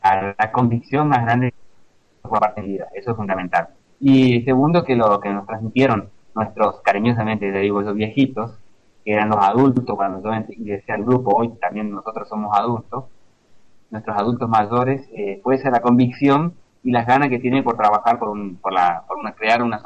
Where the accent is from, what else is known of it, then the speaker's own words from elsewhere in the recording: Corrientes, Argentina; now in Uruguay; yo soy correntino, de sangre guaraní, y estamos viviendo acá.